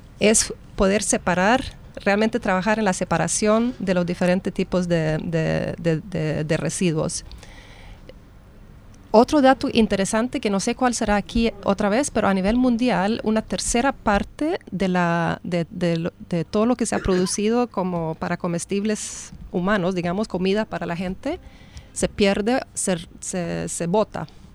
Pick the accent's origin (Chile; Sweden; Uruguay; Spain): Sweden; Spanish is a second language; en Suecia, que yo vengo de Suecia